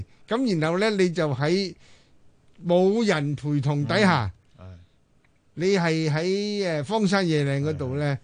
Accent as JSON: {"language": "Cantonese", "country": "Hong Kong", "said": "因为我们都是香港人，我们都有冒险精神，我们呢亦有中国人稳阵嘅"}